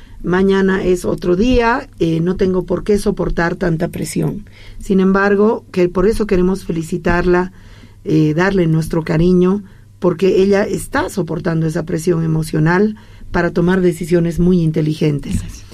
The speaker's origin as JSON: {"language": "Spanish", "country": "Bolivia", "said": "Yo exijo como boliviana"}